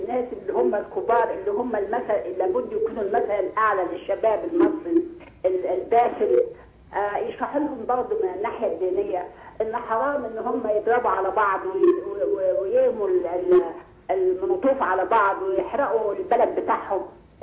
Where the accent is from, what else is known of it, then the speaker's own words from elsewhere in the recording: Germany; لا انا مش من القاهره، انا من المانيا. … من المانيا.